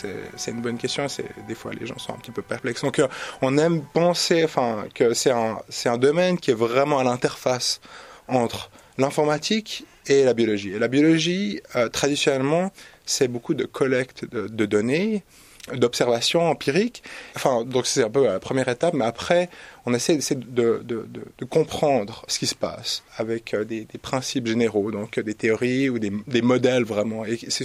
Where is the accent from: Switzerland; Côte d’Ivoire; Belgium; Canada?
Switzerland; je suis suisse